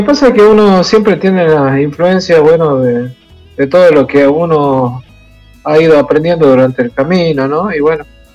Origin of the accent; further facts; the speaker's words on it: Salta, Argentina; soy músico argentino de la provincia de Salta, del norte de Argentina.